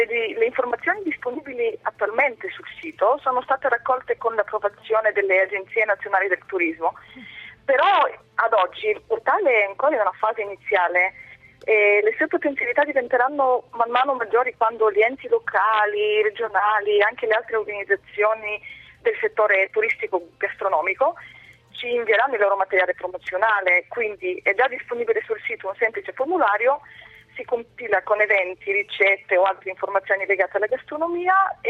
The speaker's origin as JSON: {"language": "Italian", "country": "Bulgaria", "second_language": "Italian"}